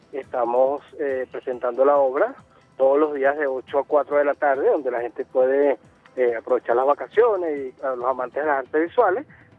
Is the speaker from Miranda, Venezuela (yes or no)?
yes; Los Teques, Miranda, Venezuela; de mi ciudad natal, que es la ciudad de Los Teques, capital del estado Miranda.